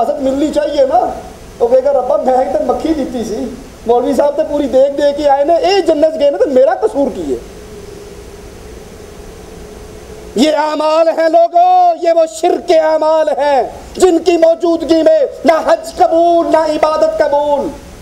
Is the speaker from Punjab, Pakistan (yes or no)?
yes; Multan, Punjab, Pakistan; میں ملتان کا رہنے والا ہوں, اپنی آنکھوں کا منظر آپ کو سناتا ہوں